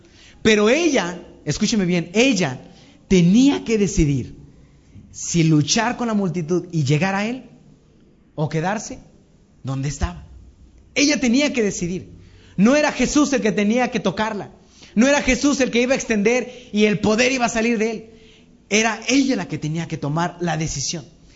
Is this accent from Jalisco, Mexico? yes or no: no; Matamoros, Tamaulipas, Mexico; cuando yo era niño, a mí me ocupaban mucho para dar discursos en nombre de la niñez matamorense. Yo soy de Matamoros.